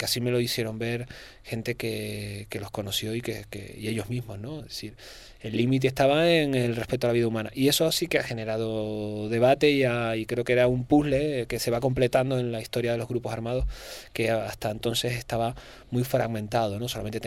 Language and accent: Spanish; Canary Islands, Spain; yo como canario no digo mirad, miren, ¿no?